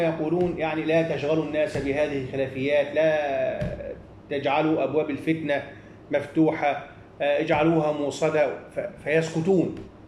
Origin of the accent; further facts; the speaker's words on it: Egypt; ورغم كل هذا أنا دائما ما أقول عندنا في مصر